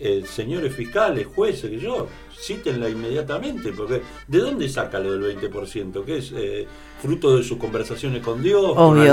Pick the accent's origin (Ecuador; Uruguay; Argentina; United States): Argentina; La Boca, Buenos Aires; yo nací y vivo en La Boca, y aunque todos los días espero el subte, no pasa.